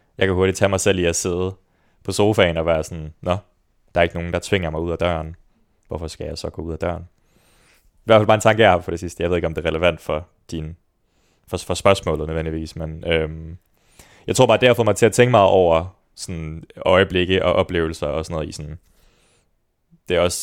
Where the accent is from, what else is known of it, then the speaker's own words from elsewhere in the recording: Svendborg, Region of Southern Denmark, Denmark; Jeg er født og opvokset i Svendborg. I hvad jeg vil kalde den konservative kernefamilie.